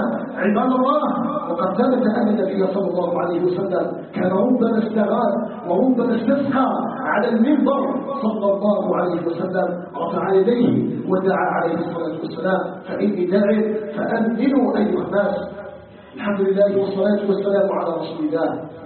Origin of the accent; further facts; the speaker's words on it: Algeria; أن يجعل بلدنا الجزائر بلدا طيبا مباركا